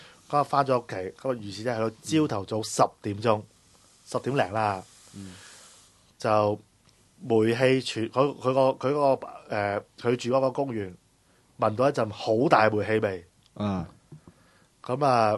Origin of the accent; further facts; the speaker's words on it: Hong Kong; 即係嗰間屋咧就好似而家我哋香港人買樓嗰啲咁樣嘅